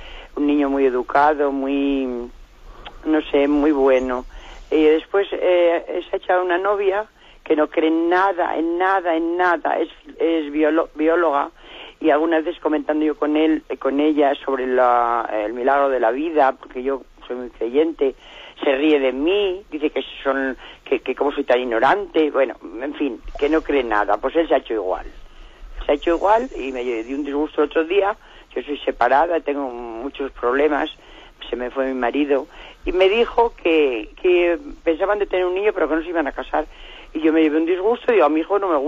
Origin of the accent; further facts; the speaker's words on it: Salamanca, Castile and León, Spain; Es una chica que viene aquí a Salamanca, que yo soy de Salamanca